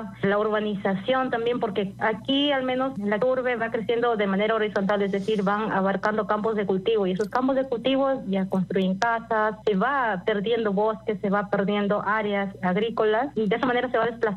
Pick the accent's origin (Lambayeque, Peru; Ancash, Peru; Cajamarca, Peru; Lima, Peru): Lambayeque, Peru; Yo soy al norte de Perú, en Lambayeque, y bueno, aquí tenemos bosques secos.